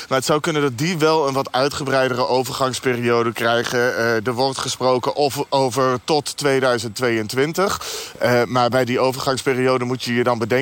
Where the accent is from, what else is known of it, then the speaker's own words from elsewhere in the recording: Netherlands; Zeker omdat wij als Nederlanders denken, het is toch zo'n innovatieve techniek.